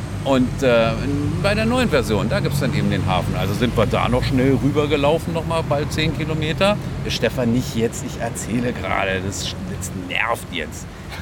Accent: Germany; Naja, also ich bin auch selber Deutscher und bin dann hier geblieben wegen der Liebe.

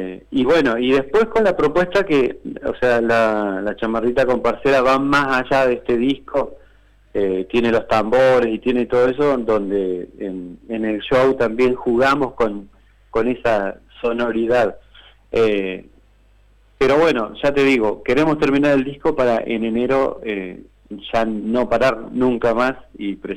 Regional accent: Gualeguay, Entre Ríos, Argentina; Yo soy entrerriano, de Gualeguay, entonces en la región de Entre Ríos la chamarrita es un ritmo folclórico

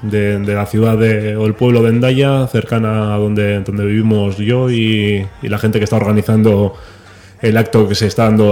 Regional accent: Basque Country, Spain; soy de Euskal Herria, del País Vasco.

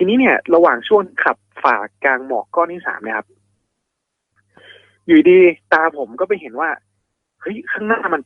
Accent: Northern Thailand, Thailand; ด้วยความที่ผมเป็นคนเหนือเนาะ

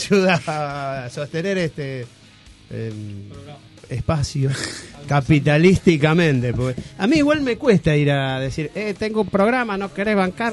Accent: Argentina; como campeones que somos los argentinos

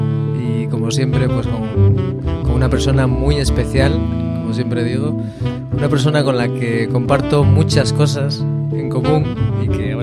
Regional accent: Mieres, Asturias, Spain; now in Gijón, Spain; Pues o sea, sí, que desde que nos vinimos de Mieres.

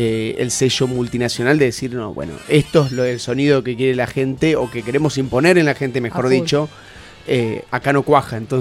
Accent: Detroit, Michigan, United States; born there; básicamente porque nací en Detroit.

